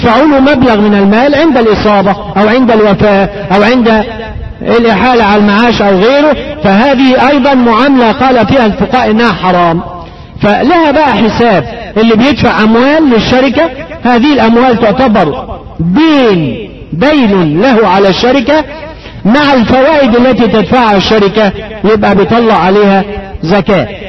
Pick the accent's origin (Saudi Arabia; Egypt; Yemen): Egypt; مش معتاد عندنا في مصر واحدة يجيبونها ايه حزام ذهب ده المعتاد في السعودية